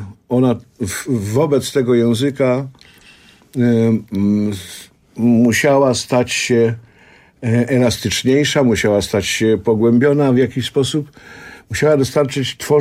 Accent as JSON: {"language": "Polish", "region": "Silesian Voivodeship", "country": "Poland", "moved": "yes", "lives_now": "Warsaw, Poland", "said": "ja tutaj jako młody chłopiec przyjechałem z mojej małej ojczyzny, ze Śląska, zdobyć świat."}